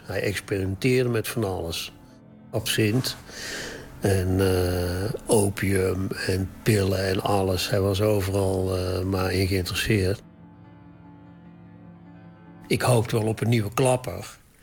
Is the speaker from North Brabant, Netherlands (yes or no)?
yes; North Brabant, Netherlands; Ik ben uit Brabant en mijn achtergrond is allemaal wel bekend.